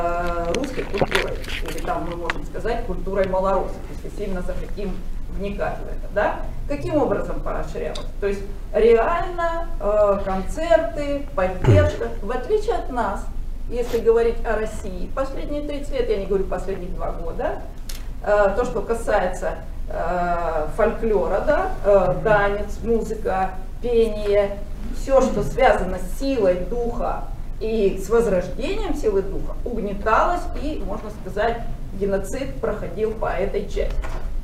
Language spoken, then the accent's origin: Russian; Kyiv, Ukraine; now in Moscow, Russia; Я киевлянка, и еще в советское время переехала в Москву.